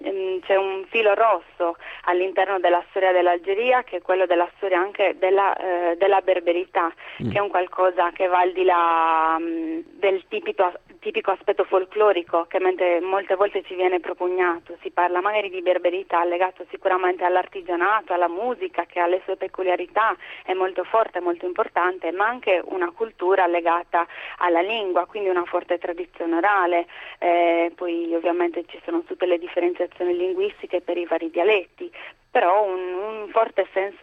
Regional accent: Sardinia, Italy; poi lo dice a me che sono sarda, quindi se certo, vogliamo, anche noi siamo una minoranza, abbiamo la nostra lingua

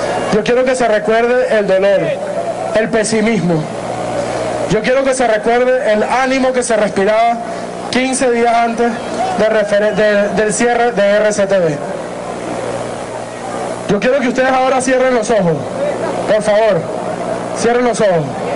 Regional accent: Venezuela; como los venezolanos que cambiaron ese pesimismo, como los venezolanos que trajeron oportunidades a esta tierra, como los venezolanos que hemos ganado el futuro

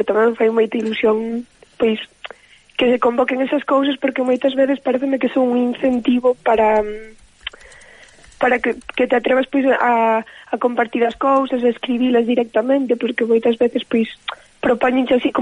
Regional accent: Ordes, Galicia, Spain; now in A Coruña, Spain; Eu estou na Coruña, pero son de Ordes, que é unha vila que está no medio de Coruña, entre Coruña e Santiago.

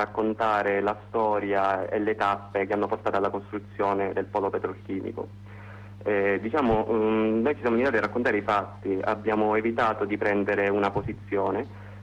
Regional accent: Sicily, Italy; noi siamo partiti da un presupposto, soprattutto da siciliani.

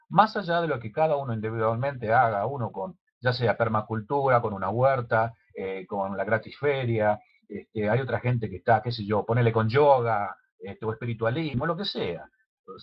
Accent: Rosario, Santa Fe, Argentina; yo originalmente vengo de Rosario, estuve ahí hace un año atrás y he visto lo que pasó.

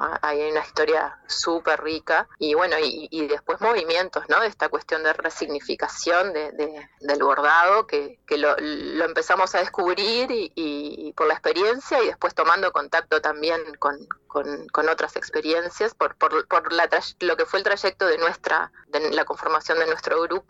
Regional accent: Montevideo, Uruguay; del barrio donde nosotros somos de Pueblo Victoria

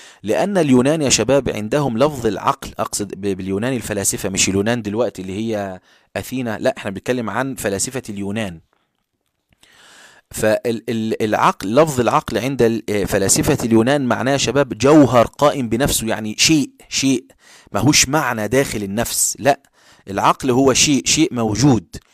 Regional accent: Egypt; فاحنا كلمة بارد عندنا في مصر شتيمة.

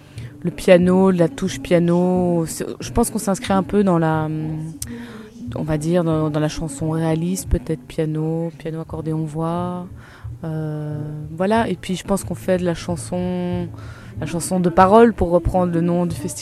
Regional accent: Brussels, Belgium; also born or lived in Clermont-Ferrand, France; Alors, initialement, je viens de Bruxelles. Je suis belge, comme les pianistes qui m'accompagnent. On est de Bruxelles tous les deux. Il se fait que je vis à moitié sur l'Auvergne aussi, à Clermont-Ferrand.

